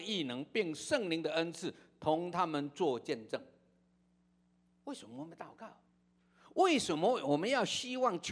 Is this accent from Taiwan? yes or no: no; China; 甚至我们中国人说，哎，有白色的谎话